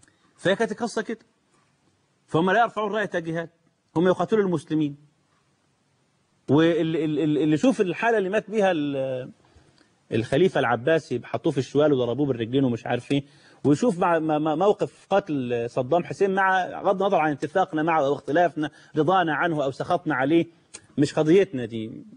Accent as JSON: {"language": "Arabic", "country": "Egypt", "said": "ده عندنا في مصر"}